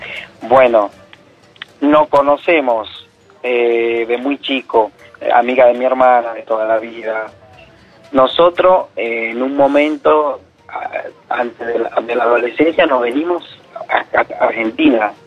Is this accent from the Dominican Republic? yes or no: yes; Dominican Republic; Yo soy de República Dominicana.